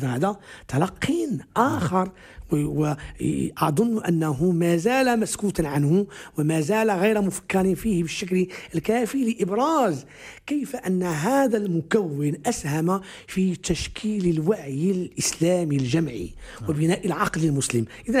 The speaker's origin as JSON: {"language": "Arabic", "country": "Morocco", "accent": "Moroccan Darija", "said": "حين نتحدث مثلا في دارجتنا المغربية"}